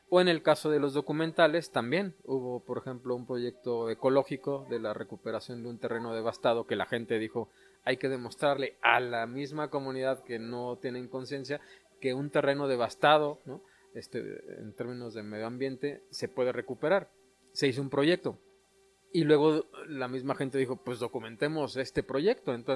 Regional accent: Querétaro, Mexico; vengo de Querétaro, trabajo en la región Ñañú

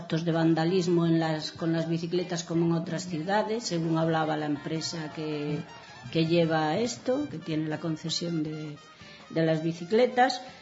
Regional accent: Vigo, Galicia, Spain; yo soy de Vigo y en Vigo cada vez están hay más calles peatonalizadas

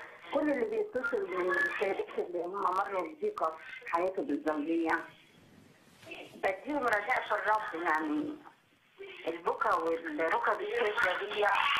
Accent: Minya, Minya Governorate, Egypt; now in Asyut, Egypt; انا اصلا من المنيا من بلد الاخ نجيب.

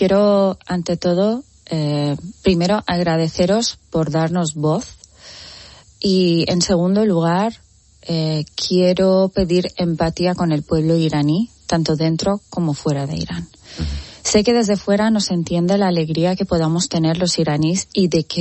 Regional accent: Spain; estoy muy enfadada como ciudadana española

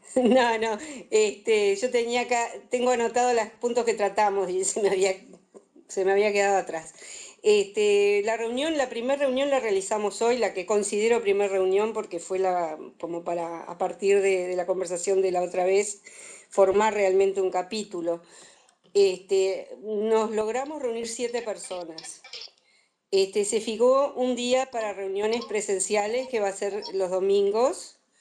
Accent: Montevideo, Uruguay; de Uruguay, vivo en Montevideo, tengo 63 años, soy médica y estoy jubilándome.

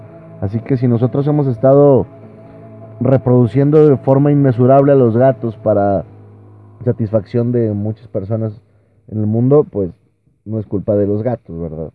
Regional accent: Nuevo León, Mexico; porque somos mexicanos, porque somos neoleoneses, y porque tenemos familia en Estados Unidos

